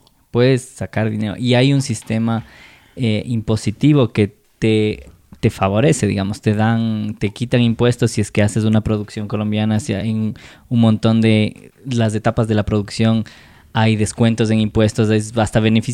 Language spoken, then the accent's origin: Spanish; Ecuador; ¡ay, qué chuscos somos los de Ecuador! Solo en Ecuador.